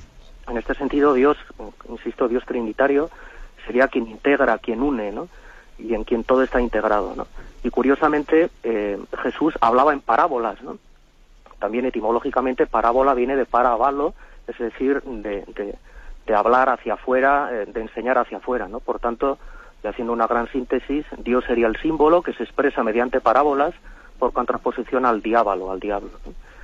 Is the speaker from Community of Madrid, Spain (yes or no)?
no; Navarre, Spain; de Navarra.